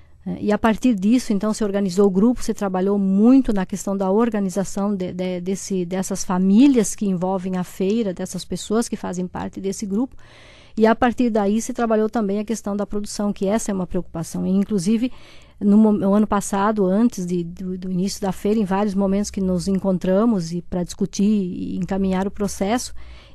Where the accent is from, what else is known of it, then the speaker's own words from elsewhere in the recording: Santa Catarina, Brazil; porque eu venho do Oeste, então eu tenho a minha história é feita no Oeste.